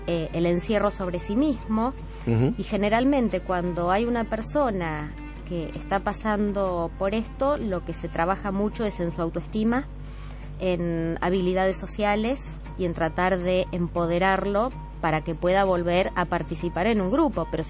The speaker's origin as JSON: {"language": "Spanish", "town": "Bahía Blanca", "region": "Buenos Aires Province", "country": "Argentina", "said": "yo que soy de Bahía Blanca"}